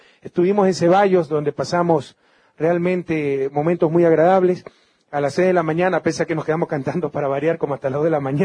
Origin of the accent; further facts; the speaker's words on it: Guayaquil, Guayas, Ecuador; allá en mi ciudad natal, Guayaquil.